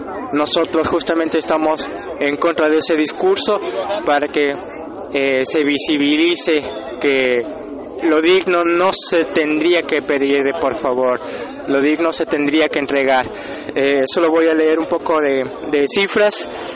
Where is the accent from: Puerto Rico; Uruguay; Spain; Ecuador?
Ecuador; now in Buenos Aires, Argentina; soy ecuatoriano, vivo ya 9 años, 10 años, cerca de los 10 años acá en Buenos Aires. Vine a estudiar cine